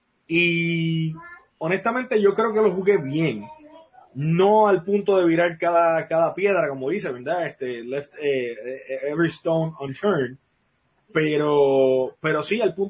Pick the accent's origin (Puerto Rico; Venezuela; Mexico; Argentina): Puerto Rico; específicamente a nosotros que somos puertorriqueños